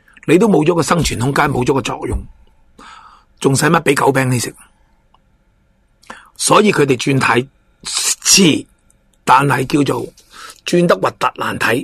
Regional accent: Hong Kong; 我做我系香港人，我想香港喺法治、自由、民主各方面保持到我哋嘅独立性

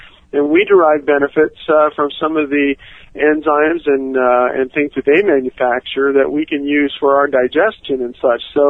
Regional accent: Puerto Rico; I grew up in Puerto Rico, and I was familiar with the Caribbean islands

